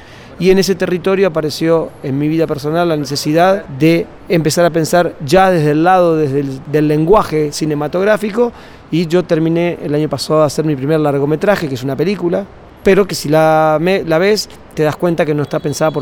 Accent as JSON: {"language": "Spanish", "country": "Argentina", "also_born_or_lived": "Uruguay / Germany", "said": "yo soy de Argentina. Argentina, Uruguay y Alemania son los tres lugares donde más o menos puedo entender que tengo el concepto de hogar"}